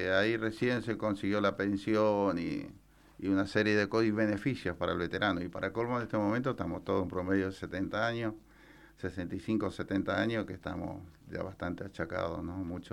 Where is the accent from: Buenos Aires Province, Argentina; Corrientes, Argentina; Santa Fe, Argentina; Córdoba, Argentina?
Corrientes, Argentina; Paso de los Libres; Correntino, de Paso de los Libres.